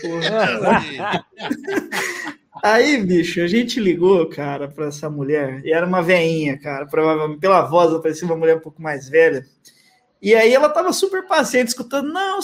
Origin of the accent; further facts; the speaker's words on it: São Roque, São Paulo, Brazil; que a gente é de São Roque. São Roque. A gente é de São Roque, originalmente.